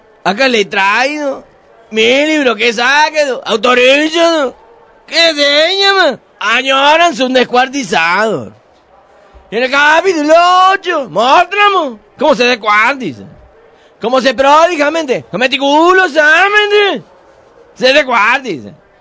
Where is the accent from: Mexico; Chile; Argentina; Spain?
Spain; Córdoba, Andalusia; Yo soy de Córdoba, nacido, establecido, cerca de la cachetalle.